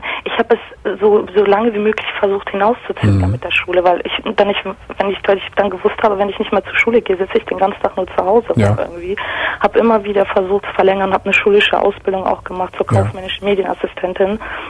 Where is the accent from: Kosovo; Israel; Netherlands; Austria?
Kosovo; now in Germany; Aus dem Kosovo, ehemaliges Jugoslawien. Wir sind damals 89 nach Deutschland, da mein Vater politisch verfolgt war in der Zeit.